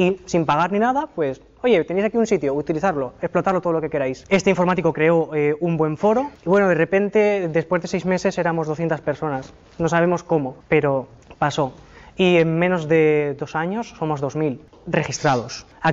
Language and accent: Spanish; Valencia, Valencian Community, Spain; pues a ver si en Valencia, que yo soy de Valencia